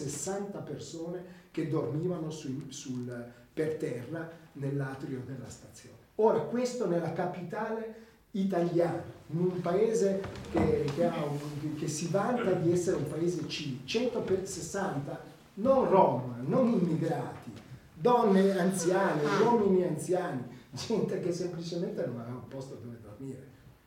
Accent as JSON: {"language": "Italian", "town": "Rome", "region": "Lazio", "country": "Italy", "said": "io sono anche romano, ci ho vissuto tantissimi anni"}